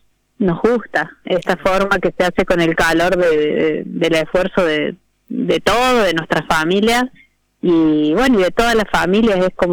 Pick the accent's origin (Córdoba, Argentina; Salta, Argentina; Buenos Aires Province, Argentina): Córdoba, Argentina